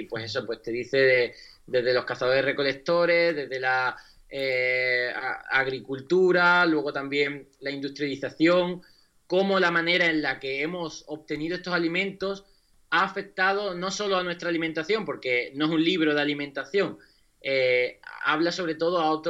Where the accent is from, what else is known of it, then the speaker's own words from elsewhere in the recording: Huelva, Andalusia, Spain; Ya he hecho aquí uno este fin de semana en mi tierra, en Huelva